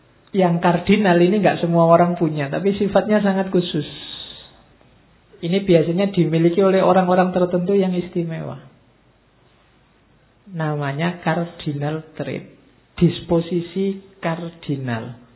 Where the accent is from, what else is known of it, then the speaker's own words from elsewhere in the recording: East Java, Indonesia; also born or lived in Yogyakarta; Atau sama-sama Jawa, neng aku Jawa Timur, harusnya rada gampang misuh-misuh sithik ngono.